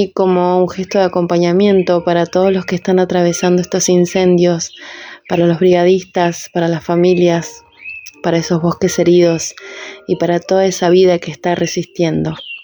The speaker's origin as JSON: {"language": "Spanish", "town": "Cipolletti", "region": "Río Negro", "country": "Argentina", "said": "Escribo y soy narradora de Cipolletti."}